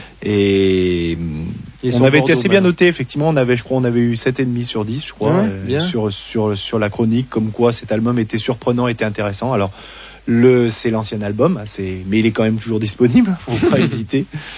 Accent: Lyon, Auvergne-Rhône-Alpes, France; ça a toujours été sur Lyon, on est lyonnais pure souche depuis, fou, 40 ans pour moi.

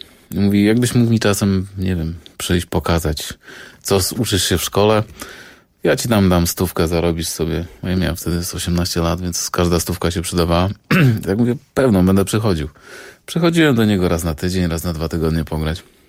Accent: Jelenia Góra, Lower Silesian Voivodeship, Poland; Ponieważ jestem z Jeleniej Góry, to jest tylko 600 kilometrów od Monachium. Miałem być u mojej mamy, w moim rodzinnym domu.

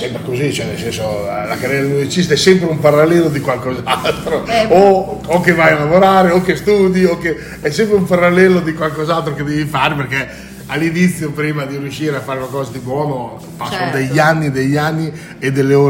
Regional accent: Monzuno, Emilia-Romagna, Italy; Ho iniziato da piccolino, ormai 7-8 anni, nella banda del mio paese. Abito nella banda di Monzuno, abito lì vicino

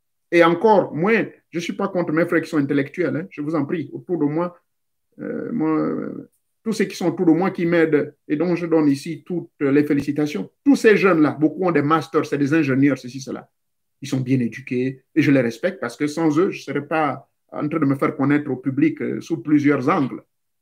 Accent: Lambaréné, Moyen-Ogooué, Gabon; Et j'ai vu certains, chez moi, à l'Ambaréné

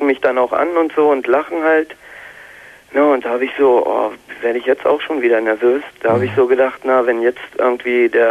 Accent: Germany; Als Deutscher, also als Ausländer, kriegt man das da.

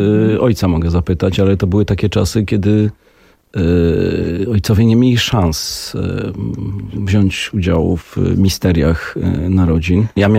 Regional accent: Warsaw, Masovian Voivodeship, Poland; Ja nie jestem warszawianinem, jestem warszawiakiem.

